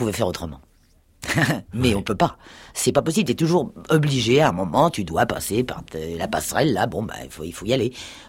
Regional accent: Paris, Île-de-France, France; born there; also born or lived in Normandy; je suis né à Paris, bon, je suis venu en Normandie, bon, parce que maman y était

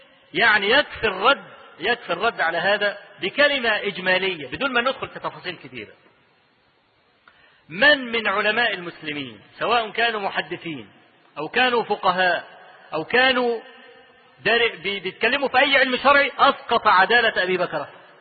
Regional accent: Egypt; أنا أذكر لكم حكاية حصلت عندنا في مصر

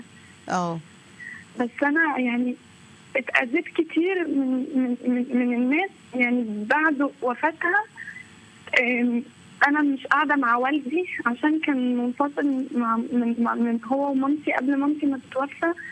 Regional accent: Tanta, Gharbia, Egypt; أنا بحب حضرتك جدا والله، أنا حتى من طنطا بقى

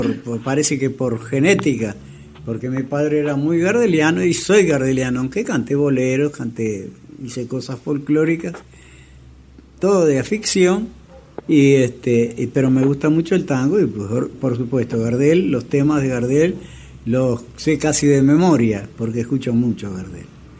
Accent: Tacuarembó, Uruguay; born there; Bueno, soy nacido en Tacuarembó, el 9 de junio de 1934.

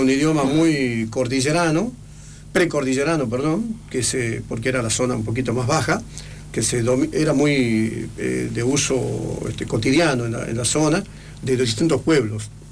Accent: Jujuy, Argentina; soy argentino, soy jujeño, coyo, mahuaqueño, de sangre quechua

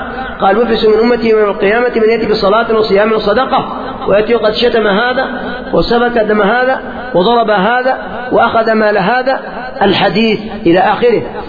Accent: Yemen; خصوصا عندنا في اليمن

